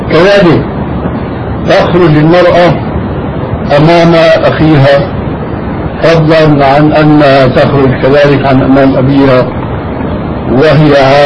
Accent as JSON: {"language": "Arabic", "country": "Syria", "said": "لأني حديث عهد للبلاد، لكن عندنا في سوريا وفي مصر حدث ولا حرج"}